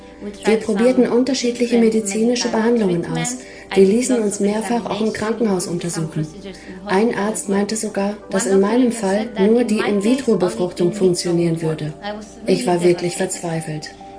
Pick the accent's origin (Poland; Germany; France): Poland; German is a second language; now in Switzerland; Ich bin Polin und lebe derzeit mit meiner Familie in der Schweiz.